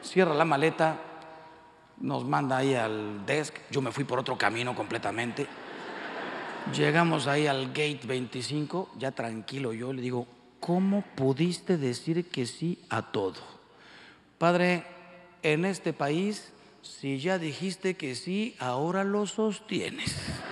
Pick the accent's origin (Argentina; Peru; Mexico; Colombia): Mexico; Miren, yo soy mexicano, como la mayoría de ustedes.